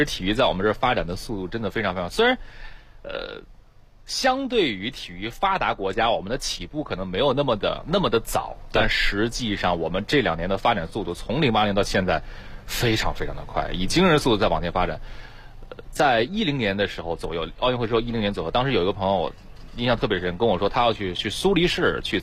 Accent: Beijing, China; 我想有的时候觉得作为中国人特别的骄傲和自豪，作为北京的市民更加的幸福哈。

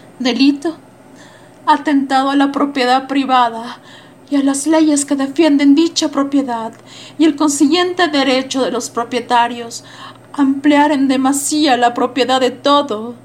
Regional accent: La Paz, Bolivia; soy de La Paz, Bolivia, soy actriz de teatro

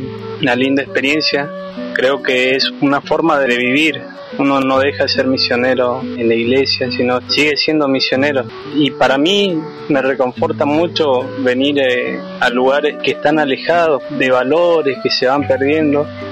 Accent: San Miguel de Tucumán, Tucumán, Argentina; soy estudiante de profesorado de matemática, soy de San Miguel de Tucumán y tengo 22 años.

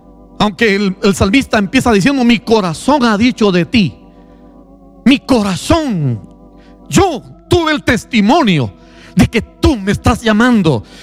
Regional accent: Guatemala City, Guatemala Department, Guatemala; Yo soy del sur de la ciudad de Guatemala, y es que así somos los de la costa.

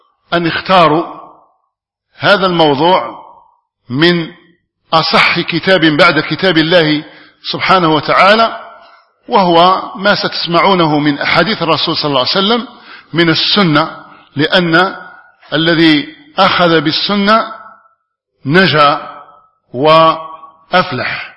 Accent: Algeria; أن يحفظ بلادنا الجزائر مما أصيبت به من قبل

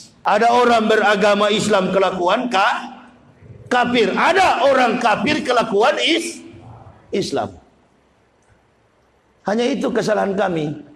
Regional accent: Manado, North Sulawesi, Indonesia; Saya orang Manado, orang Sulawesi

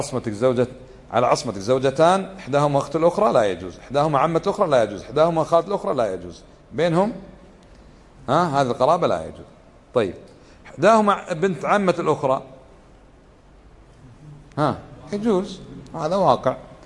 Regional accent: Kuwait; accent: Kuwaiti; وعندنا في لهجتنا في الكويت يسمى الصهر نسيب، هذا خطأ.

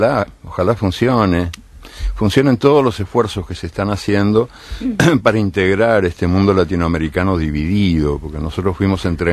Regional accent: Uruguay; Me reconozco en algunas cosas de mi tierra, de mi ciudad. En el ritmo lento, me gusta. Me gusta ser lento. Soy lento también para... Las vacas uruguayas, sabes que son de parición lenta.

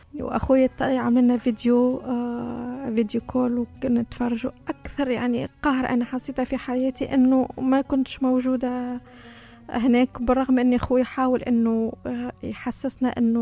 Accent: Tunisia; now in Dubai, United Arab Emirates; أنا تونسية ومتزوجة كويتي، عايشة في دبي تقريبا صار لي هذا الشهر صار لي 10 سنوات.

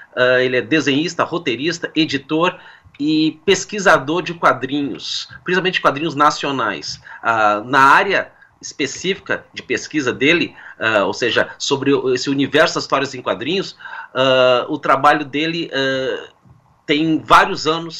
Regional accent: Rio Grande do Sul, Brazil; also born or lived in Piauí; Eu nasci no Piauí, mas a maior parte da minha vida eu morei aqui no Rio Grande do Sul.

